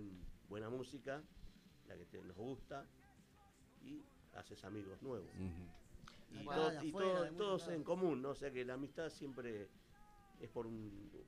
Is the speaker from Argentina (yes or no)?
yes; Banfield, Buenos Aires Province, Argentina; Bueno, yo soy de Banfield, ¿no? Pero bueno.